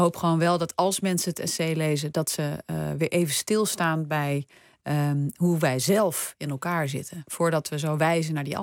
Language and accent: Dutch; Netherlands; Nou ja, we hebben natuurlijk als Nederlander allemaal een gevoel bij het woord collaboratie.